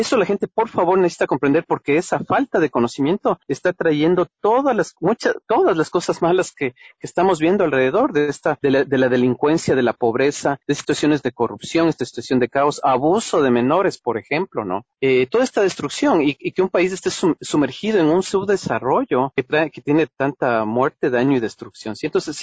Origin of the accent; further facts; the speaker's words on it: Ecuador; yo vengo del Ecuador